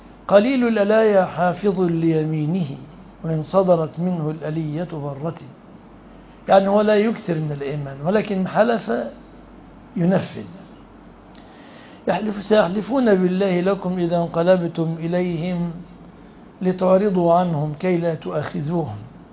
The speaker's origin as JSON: {"language": "Arabic", "country": "Egypt", "said": "في بلادنا مصر"}